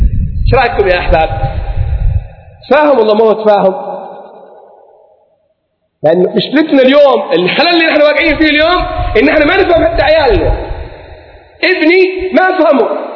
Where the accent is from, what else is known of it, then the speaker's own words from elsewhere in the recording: Mukalla, Hadhramaut, Yemen; born there; خريج المعهد العالي للتوجيه والإرشاد، من مواليد المكلا، الأصل من حضرة من دوعن،